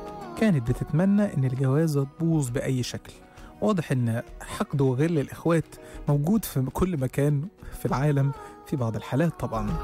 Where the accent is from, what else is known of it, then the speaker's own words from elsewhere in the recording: Egypt; لانها كانت طلبات الدجالين عندنا في مصر